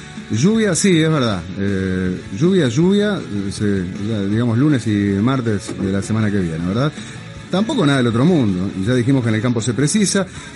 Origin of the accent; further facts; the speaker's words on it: Uruguay; Y como muchos uruguayos estoy desesperado.